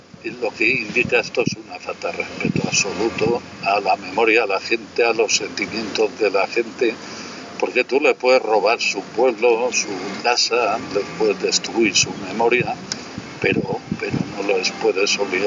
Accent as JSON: {"language": "Spanish", "town": "Vegamián", "region": "Castile and León", "country": "Spain", "said": "Yo soy de Vegamián y no he nacido en Boñar."}